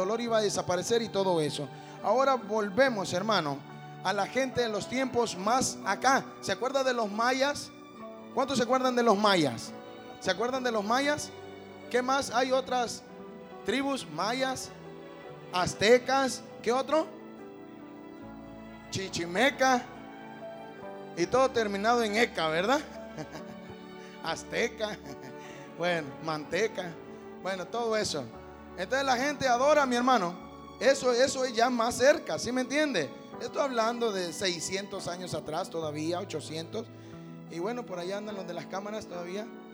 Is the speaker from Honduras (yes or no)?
yes; Honduras; Bueno, es que yo soy de Honduras, con razón no me lo entiende, ¿verdad?